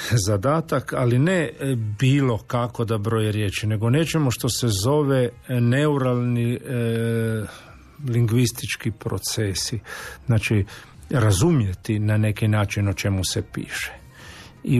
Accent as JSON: {"language": "Croatian", "country": "Croatia", "said": "Mislim, kod nas u Hrvatskoj zbilja svašta može proći."}